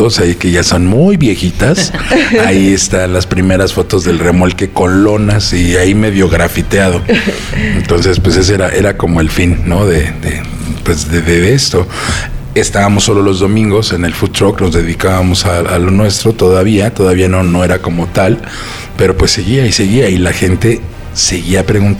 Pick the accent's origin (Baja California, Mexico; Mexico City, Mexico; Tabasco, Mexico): Mexico City, Mexico; somos de Portales, toda la vida hemos estado ahí, pues qué mejor que tener un lugar en tu colonia